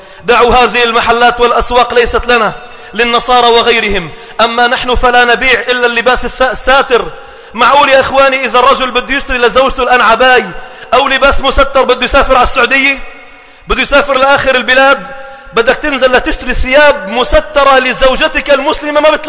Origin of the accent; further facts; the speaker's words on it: Sidon, South Governorate, Lebanon; بدأنا نرى بعض المناظر على المسبح الشعبي عندنا في صيدا